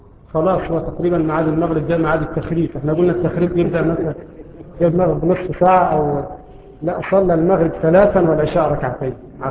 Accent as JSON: {"language": "Arabic", "country": "Egypt", "said": "طبعا عندنا في مصر لا نأكله، أنفسنا تعافوا، لا نأكل الخيول"}